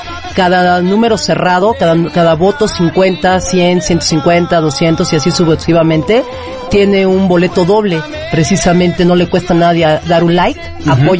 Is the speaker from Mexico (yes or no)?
yes; Mexico; somos mexicanos y hay que resaltar esos valores que por esencia traemos.